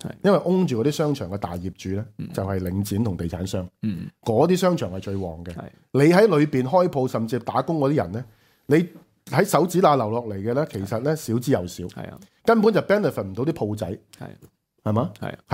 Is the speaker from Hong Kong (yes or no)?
yes; Hong Kong; 我土生土长1965年出世，我看着香港在1997年之前慢慢由一个第三世界的贫民窟，其实我在一个骰子区长大。